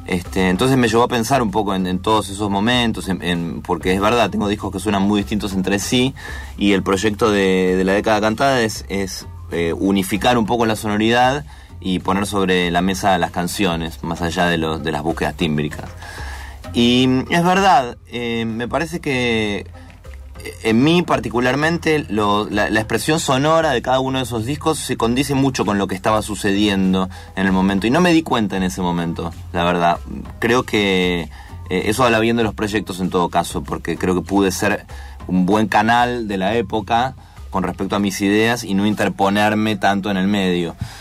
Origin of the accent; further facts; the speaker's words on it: Buenos Aires, Argentina; yo me crié en Villa Crespo, acá muy cerca, en Vera y Corrientes.